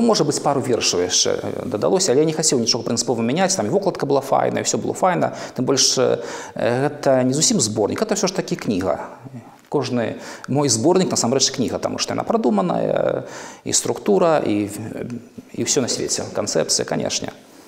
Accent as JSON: {"language": "Belarusian", "town": "Grodno", "region": "Grodno Region", "country": "Belarus", "tie": "born or raised there", "said": "Гародня дала мне крылы, і Гародня да гэтага часу натхняе."}